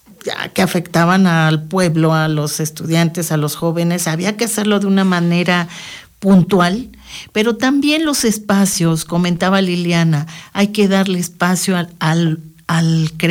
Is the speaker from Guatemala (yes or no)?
no; Mexico City, Mexico; pues toda una etapa de mi adolescencia, de mi parte de mi infancia en Ciudad de México